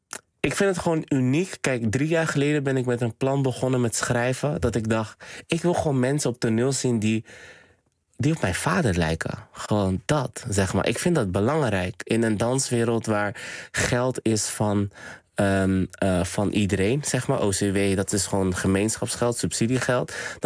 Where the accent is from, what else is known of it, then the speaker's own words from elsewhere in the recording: Rotterdam, South Holland, Netherlands; En ik kom uit Rotterdam-West, Spangen. En dat werd altijd als een soort van achterstandswijk, een soort van geprofileerd van het achterstandswijk.